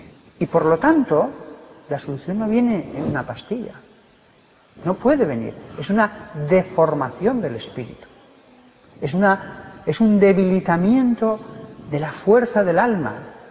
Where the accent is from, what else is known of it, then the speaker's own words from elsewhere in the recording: Barbastro, Aragon, Spain; Yo soy de Barbastro, 15.000 habitantes, no había ni un solo caso.